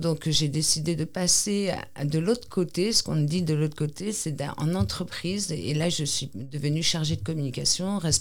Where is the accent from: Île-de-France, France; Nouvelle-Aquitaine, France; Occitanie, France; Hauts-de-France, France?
Nouvelle-Aquitaine, France; Ici, c'est vraiment, voilà, on est basque, on perpétue les chants, la langue